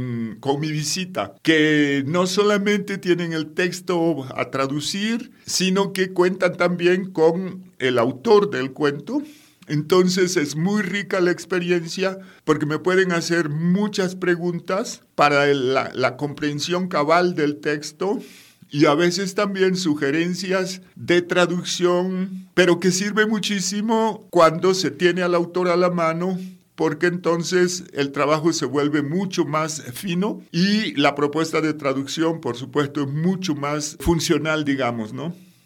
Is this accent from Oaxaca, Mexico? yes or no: yes; Oaxaca, Mexico; yo, que vengo de la costa de Oaxaca, donde tenemos una población indígena mixteca